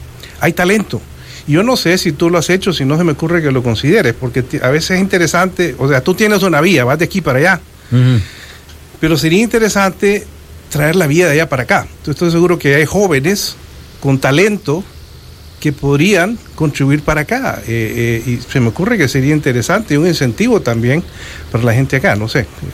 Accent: Washington, District of Columbia, United States; Desde que yo crecí en Washington D.C., agarraba las dos cucharas de palo

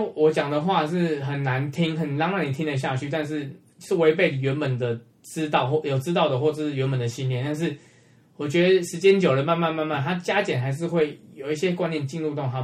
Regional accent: Taiwan; 台湾真的是再怎么讲啦，毕竟它就是一个我土生土长的地方。虽然中间也有在离开过台湾，可是再怎么样就觉得台湾还是最舒适最方便

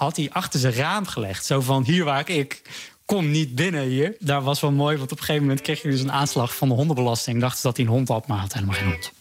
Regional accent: Vlaardingen, South Holland, Netherlands; now in Utrecht, Netherlands; En ja, ik ben ook opgegroeid in Vlaardingen. Mensen denken vaak Rotterdam ook. Ja, dat ben ik ook gaan zeggen toen ik naar Utrecht ging. Toen ik daar kwam wonen, want mensen weten vaak toch niet helemaal waar Vlaardingen ligt.

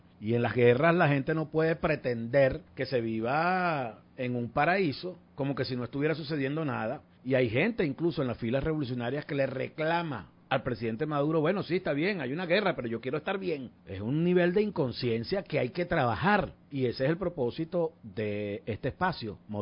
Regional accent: Venezuela; pasan cosas que solo nosotros como venezolanos somos capaces de entender y sobre todo de protagonizar

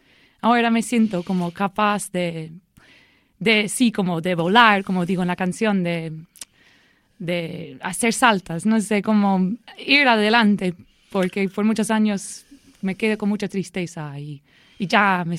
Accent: Dublin, Leinster, Ireland; now in Barcelona, Spain; Y soy de Dublín, en Irlanda, pero vivo aquí hace 4 años y siempre fue era mi sueño vivir aquí.

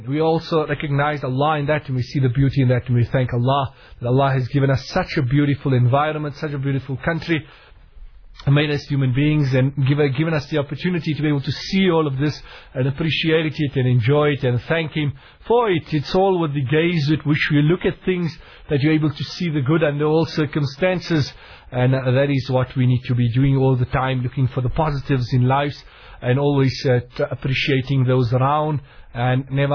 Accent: Port Elizabeth, Eastern Cape, South Africa; from people within my hometown in Port Elizabeth

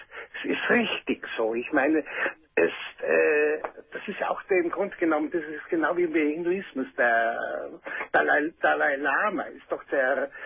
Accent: Bavaria, Germany; ich bin gebürtiger Bayer

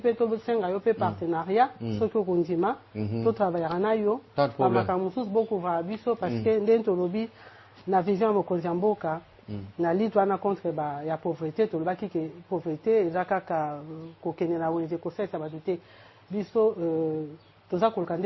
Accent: DR Congo; Tout ça, on est congolais.

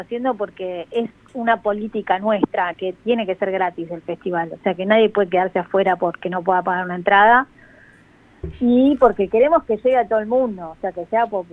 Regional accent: Argentina; la mayoría del equipo somos de Argentina

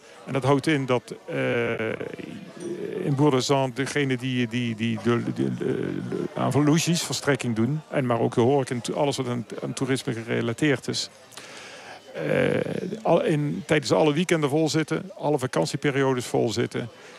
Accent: Netherlands; moved away; Ik ben hier zelf heel vaak gaan fietsen voordat ik als Nederlandse toerist, toen ik nog in Nederland woonde.

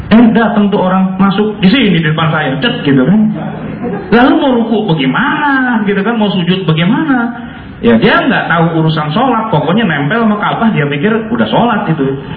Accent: Jakarta, Indonesia; Saya orang Betawi, bisa juga tuh, karena sejak kecil saya belajar

